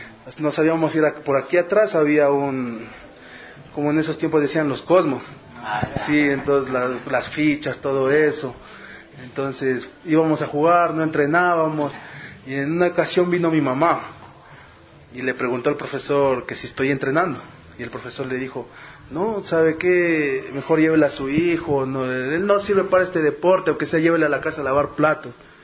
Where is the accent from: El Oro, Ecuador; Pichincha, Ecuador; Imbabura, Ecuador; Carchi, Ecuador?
Carchi, Ecuador; born there; yo nací en la provincia de Carchi, justamente el 4 de septiembre de 1992. … Viví cerca de 6 años en lo que es la provincia de Carchi.